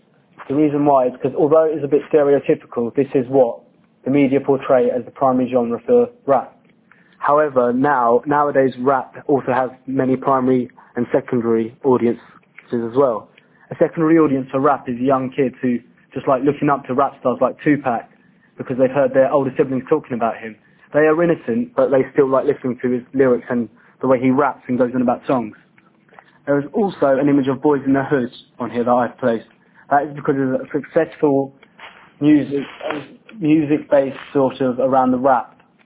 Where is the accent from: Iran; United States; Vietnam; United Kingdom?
United Kingdom; He is just like me and many other boys who are born and bred in Britain but still understand the Pakistani language